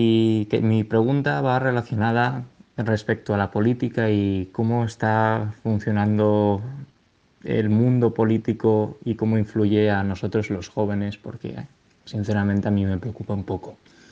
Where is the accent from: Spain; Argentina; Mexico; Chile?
Spain; Yo, como español, miro con cierta preocupación lo que me va a deparar el mañana.